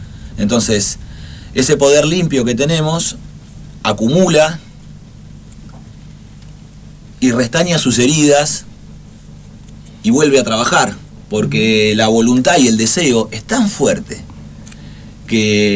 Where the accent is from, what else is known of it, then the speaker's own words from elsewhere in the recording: Argentina; a los que somos profundamente argentinos